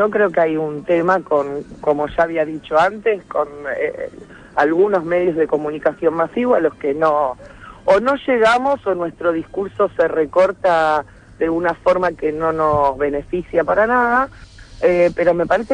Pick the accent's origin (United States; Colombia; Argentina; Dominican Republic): Argentina; Buenos Aires; De la 1, soy del barrio de San Telmo.